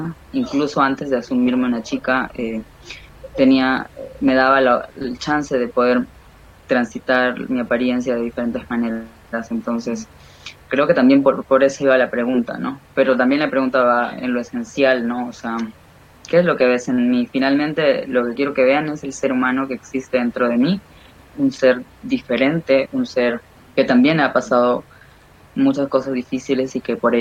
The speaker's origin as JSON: {"language": "Spanish", "region": "Lima", "country": "Peru", "tie": "born or raised there", "said": "Yo, bueno, soy de Lima, nací en Lima, en Perú, vivo en Lima actualmente, y bueno, actualmente tengo 32 años"}